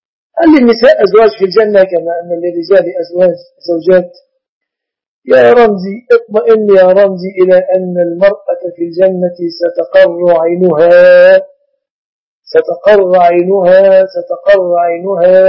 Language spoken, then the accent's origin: Arabic; Mit Samanud, Dakahlia, Egypt; لست سعوديا، أنا مصري من قرية يقال لها منية سمنود، مركز أجا، محافظة الدقهلية، عاصمة الدقهلية هي المنصورة، ونحن مجاورون لها.